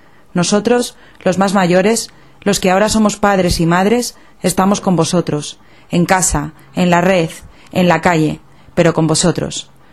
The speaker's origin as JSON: {"language": "Spanish", "town": "Valencia", "region": "Valencian Community", "country": "Spain", "said": "Soy una madre de Valencia."}